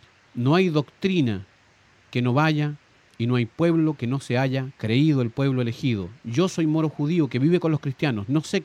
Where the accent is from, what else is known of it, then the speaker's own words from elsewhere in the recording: Chile; nos criamos pensando en Chile